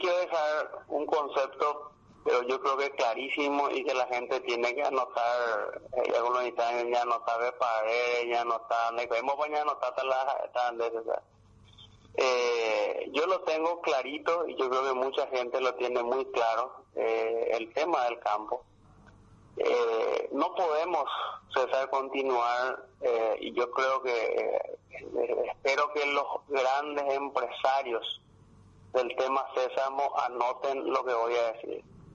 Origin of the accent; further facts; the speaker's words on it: Paraguay; tenemos que sentarnos a hablar como paraguayos